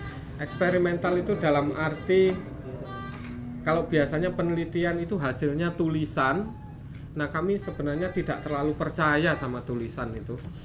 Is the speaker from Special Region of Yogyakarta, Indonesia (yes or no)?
yes; Yogyakarta, Special Region of Yogyakarta, Indonesia; saya dari Yogyakarta.